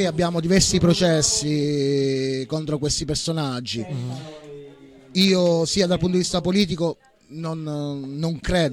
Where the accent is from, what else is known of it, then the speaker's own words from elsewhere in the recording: Calabria, Italy; Io personalmente vengo dalla Calabria, vivo giù in Calabria